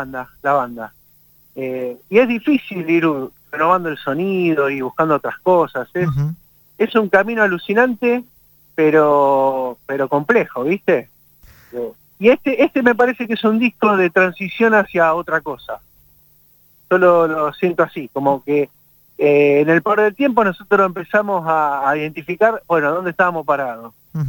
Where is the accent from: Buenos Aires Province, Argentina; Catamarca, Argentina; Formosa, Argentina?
Buenos Aires Province, Argentina; Bernal; soy de una calle que estaba cortada y no podían pasar los autos. Entonces toda mi infancia en el Triángulo de Bernal lo hicimos ahí